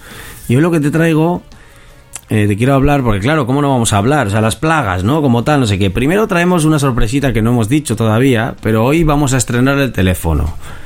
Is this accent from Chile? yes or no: no; Basque Country, Spain; ahora estamos retransmitiendo desde Bilbao, pero bueno, somos de los aledaños, tú eres de Bilbao, yo soy de aledaños, del Gran Bilbao.